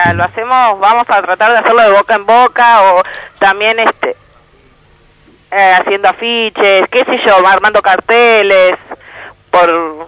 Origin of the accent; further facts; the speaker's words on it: Las Catonas, Buenos Aires, Argentina; yo soy de Catonas, ¿no? complejo Las Catonas.